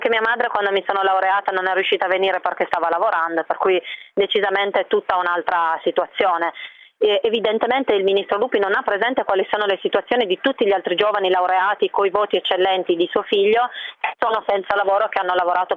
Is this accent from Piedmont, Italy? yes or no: yes; Piedmont, Italy; io sono piemontese